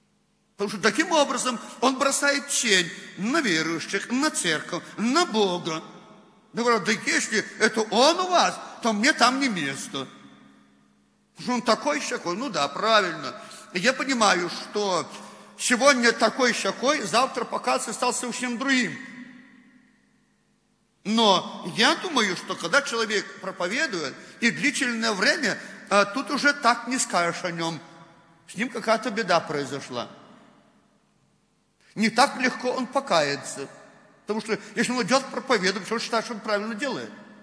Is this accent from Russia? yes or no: no; Belarus; Ну, знаете, уже так вот привыкли мы, белорусы, коверкать русский язык.